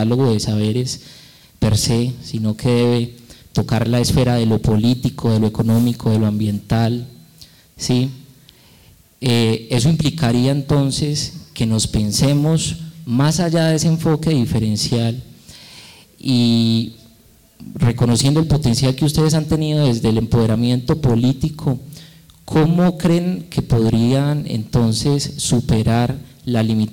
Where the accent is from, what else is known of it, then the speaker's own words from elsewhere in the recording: Risaralda, Colombia; yo soy del departamento de Risaralda.